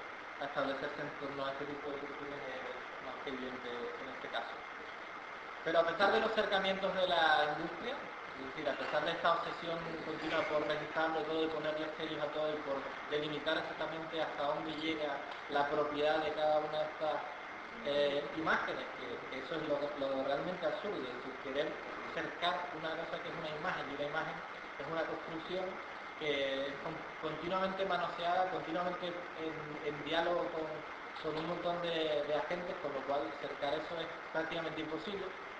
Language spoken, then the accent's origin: Spanish; Canary Islands, Spain; now in Andalusia, Spain; yo soy canario repatriado aquí en Andalucía